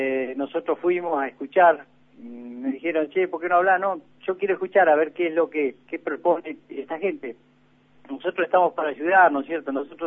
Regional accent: Argentina; somos argentinos. Claro. Estamos en la provincia, le dije.

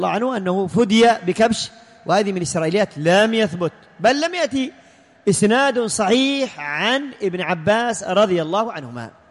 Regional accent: Yemen; الذكر عندنا في اليمن أغلى ثمنا من الأنثى

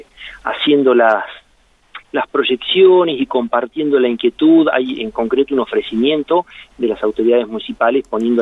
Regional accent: Douglas, Argentina; yo soy nacido en un pueblo, en Douglas.

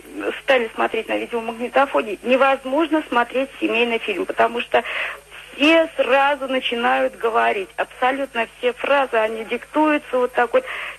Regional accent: Bryansk, Bryansk Oblast, Russia; Да, конечно, я из Брянска.

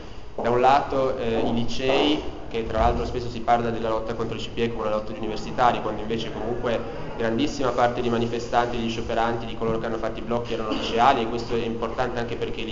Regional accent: Piedmont, Italy; declinare da piemontese

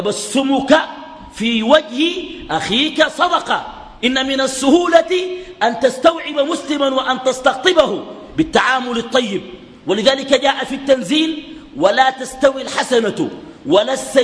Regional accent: Sudan; بعد بروز فتنة دارفور عندنا في السودان

